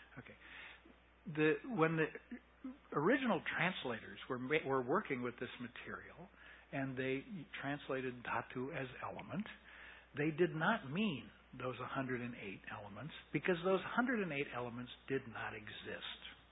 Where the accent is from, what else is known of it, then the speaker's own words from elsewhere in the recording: United States; And the difficulty is, for me as an American, the use of the word element.